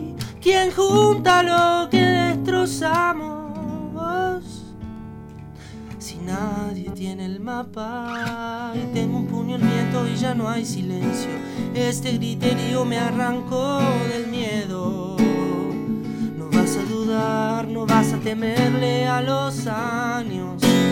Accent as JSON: {"language": "Spanish", "town": "Avellaneda", "region": "Buenos Aires Province", "country": "Argentina", "lives_now": "Lanús, Argentina", "said": "Ahora vivo en Lanús, soy de Avellaneda, pero vivo"}